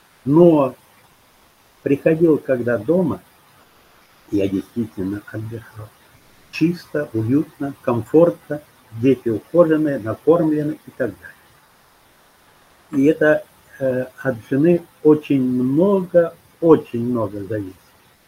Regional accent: Siberia, Russia; moved away; also born or lived in Kyiv; даже живя в Киеве, а мы там жили 4 года, мы из Киева ехали в отпуск в Сибирь, к своим родителям, в свои родные места.

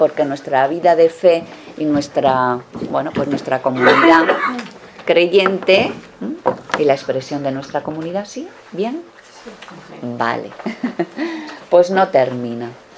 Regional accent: Navarre, Spain; accent: Granadino; now in Granada, Spain; soy religiosa dominica. Soy de Navarra. Así que desde allí de Navarra me crucé el mapa y, bueno, llevo en Granada mucho tiempo, por eso el acento granadino que tengo.

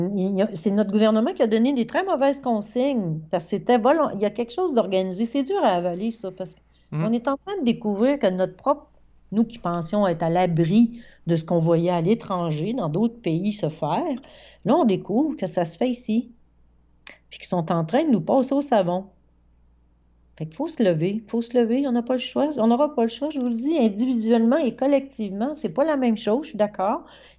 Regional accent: Quebec, Canada; je suis québécois.

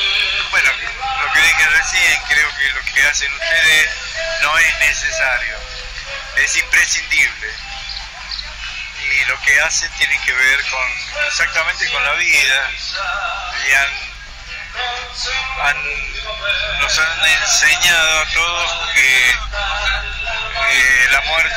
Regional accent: Mendoza, Argentina; moved away; Estoy siempre ligado a Mendoza, por ejemplo, diariamente.

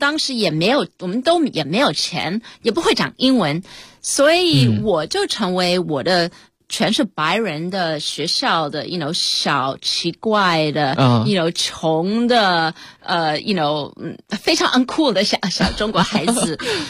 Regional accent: United States; 我小时候因为我们在美国长大，我是1969年出生的，所以我在也许1970年代在美国长大的时候，我是一个当时在美国的中国人是一个非常小的少数民族。

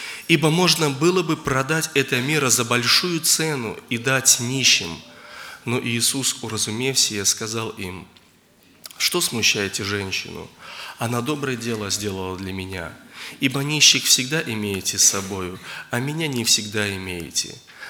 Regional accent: Zheleznogorsk, Russia; я из Железногорска.

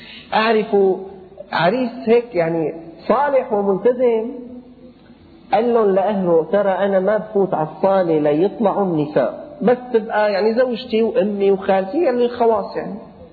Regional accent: Syria; العرابات هلأ هي الأمور بدأت بسيطة عندنا في الشام

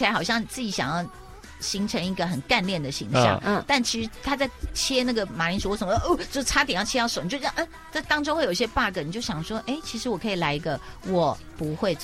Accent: Miaoli, Miaoli County, Taiwan; 我会觉得我小时候在苗栗时候，就是很安静、那也很好。

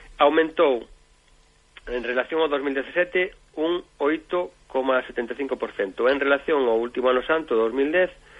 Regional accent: Galicia, Spain; Sabes como somos galegos

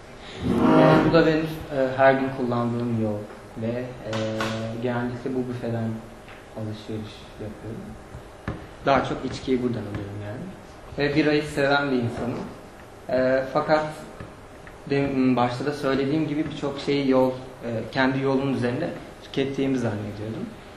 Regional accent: Antakya, Hatay, Turkey; now in Mersin, Turkey; Ben Antakyalıyım ve kendi evim etrafına dağ eteklerinde ve dağ bana bir güven veriyor. Mersin'e geldiğimden beri bir şekilde Mersin'e alışamadım.

